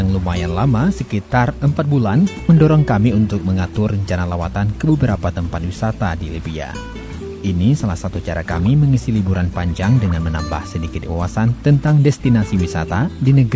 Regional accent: Aceh, Indonesia; Saya yakin kalau saya bukan orang Aceh pertama yang pernah berekreasi ke Pantai Tajoura.

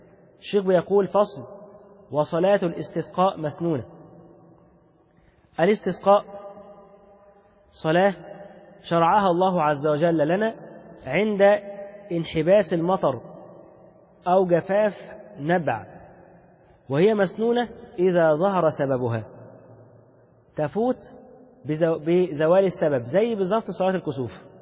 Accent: Egypt; شوف لما احنا بالنسبة لنا حتى كمصريين بسبب كثرة المعاصي اللي انتشرت فينا

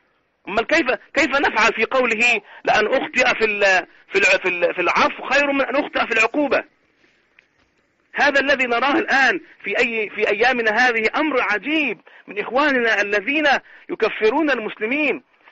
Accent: Egypt; كما يقولون عندنا في مصر يفك الخط

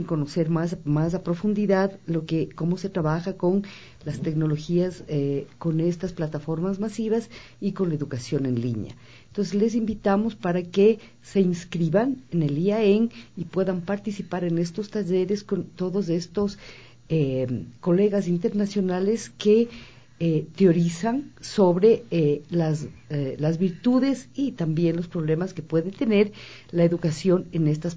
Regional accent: Ecuador; Sí, yo soy ecuatoriana.

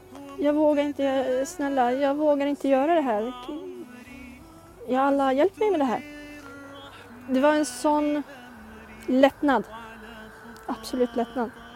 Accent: Norrland, Sweden; Jag var 16 år. Jag bodde inte i Stockholm överhuvudtaget. Jag kommer inte från Stockholm utan jag kommer från norr i landet.

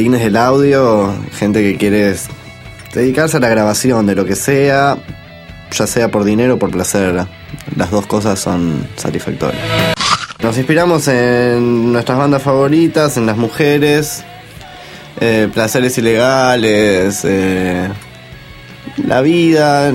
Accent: Buenos Aires, Argentina; Somos todos de Capital, Caballito, Almagro, alrededores, Villa Crespo, San Totomé.

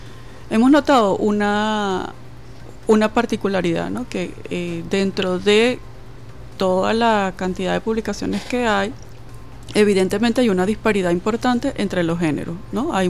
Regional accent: Caracas, Capital District, Venezuela; now in Mérida, Venezuela; yo soy caraqueña, pero tengo ya más como 20 años viviendo en Mérida y haciendo vida cultural allá en el estado Mérida.

